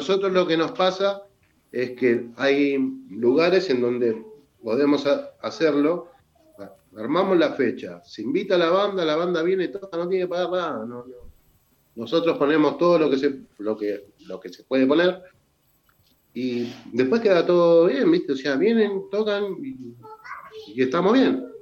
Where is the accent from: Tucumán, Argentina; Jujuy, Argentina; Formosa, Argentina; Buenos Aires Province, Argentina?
Buenos Aires Province, Argentina; Guernica; now in San Vicente, Argentina; yo soy de Guernica, pero los años han hecho que nos fuéramos prácticamente para San Vicente.